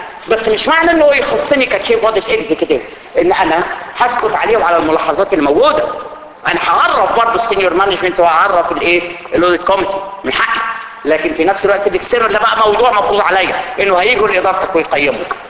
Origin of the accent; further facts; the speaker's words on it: Egypt; احنا عندنا في مصر كده